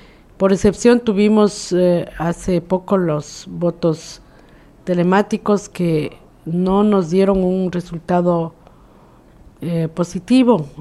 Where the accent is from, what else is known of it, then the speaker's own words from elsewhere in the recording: Ecuador; quienes podemos votar somos los ecuatorianos que nos hemos inscrito en los padrones